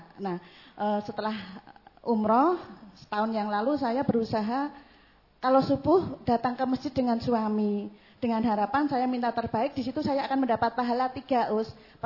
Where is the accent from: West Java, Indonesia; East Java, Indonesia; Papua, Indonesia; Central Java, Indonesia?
Central Java, Indonesia; Gombong; Saya asal dari Gombong, Ustaz.